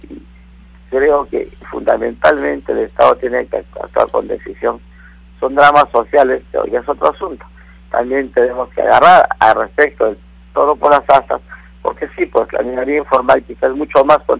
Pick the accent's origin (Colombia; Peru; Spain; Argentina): Peru; todos entendemos que somos peruanos y nos sumaremos para construir un nuevo Perú